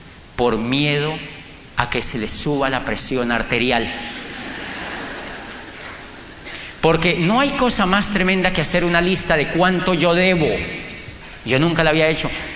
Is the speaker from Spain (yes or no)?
no; Colombia; moved away as an adult; now in Europe; Y yo le dije, yo vengo de Colombia.